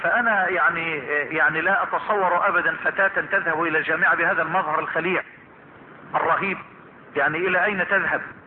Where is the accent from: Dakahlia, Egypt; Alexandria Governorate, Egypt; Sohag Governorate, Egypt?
Dakahlia, Egypt; Damu; born there; now in Suez, Egypt; من مواليد محافظة الدقهلية، مركز بكرنس، قرية تسمى دمو، والعمل والإقامة في السويس،